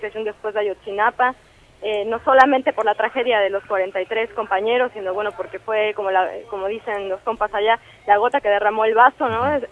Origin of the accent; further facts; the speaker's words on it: Mexico; Viste también cómo somos los mexicanos, que nos podemos reír y burlar en medio de la tragedia.